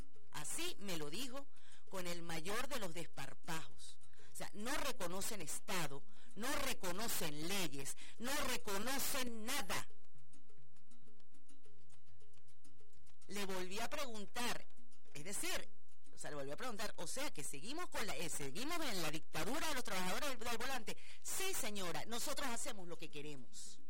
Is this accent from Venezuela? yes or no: yes; Venezuela; Yo soy una pobre venezolana de a pie.